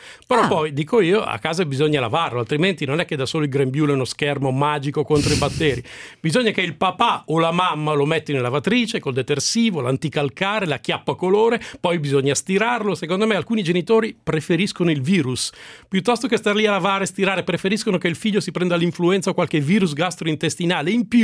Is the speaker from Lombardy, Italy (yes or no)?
yes; Milan, Lombardy, Italy; io sono di Milano, ma io non sono così.